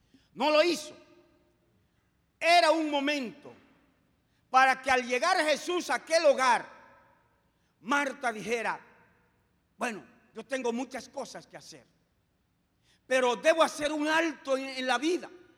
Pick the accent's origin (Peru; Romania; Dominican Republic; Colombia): Dominican Republic; yo estaba como superintendente nacional del Concilio Asamblea de Dios en mi país. Pero también estaba como presidente de la Confederación Dominicana de Unidad Evangélica, que en ese tiempo representaba el 80% del pueblo evangélico en Dominicana.